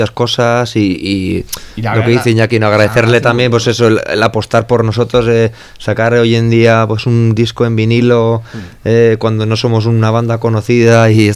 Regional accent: Basque Country, Spain; first language Basque; Spanish is a second language; nuestra cultura, euskaldun, del entorno, pues siempre hemos defendido el euskera como nuestro idioma materno.

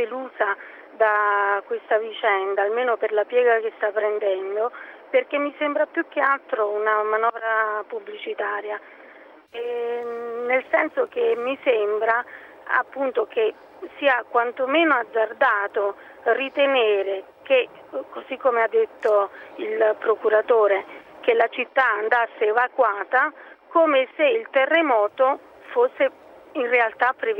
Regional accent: L'Aquila, Abruzzo, Italy; Io sono di L'Aquila.

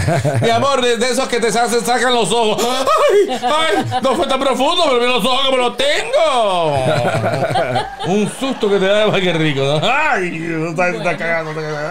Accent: Cuba; Los cubanos somos muy chinos.

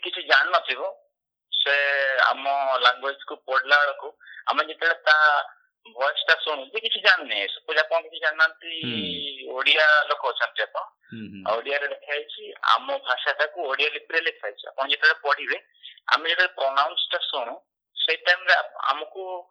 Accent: Odisha, India; ଆଉ ମୋ ଗାଁ ହଉଛି ମୟୂରଭଞ୍ଜ ବୁଲଙ୍କର।

